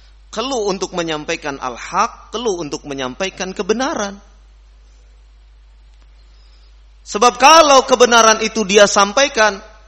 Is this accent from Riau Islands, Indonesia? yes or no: no; West Java, Indonesia; Saya orang Sunda tapi bisa menyebut F. Jangan kira orang Sunda tidak bisa mengucapkan F.